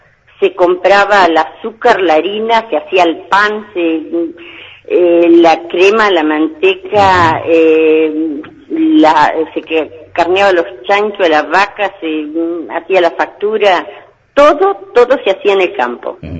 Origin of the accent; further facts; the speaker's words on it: Pedro Luro, Buenos Aires Province, Argentina; No, no, nosotros somos de Pedro Luro.